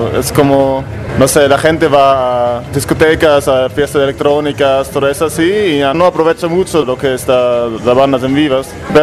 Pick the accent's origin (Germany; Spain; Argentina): Germany; Nuremberg, Bavaria; Creo que más aquí en la parte sur es donde estamos nosotros, somos de Nuremberg, se llama la ciudad.